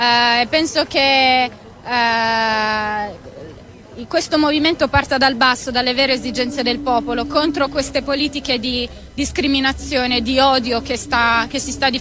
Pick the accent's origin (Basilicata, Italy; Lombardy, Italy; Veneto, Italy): Lombardy, Italy; Milan; Io sono di Milano